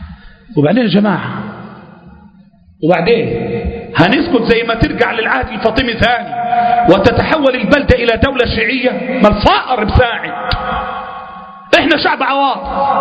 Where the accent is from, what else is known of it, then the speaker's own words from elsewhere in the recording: Egypt; الفقر عندنا في مصر فظيع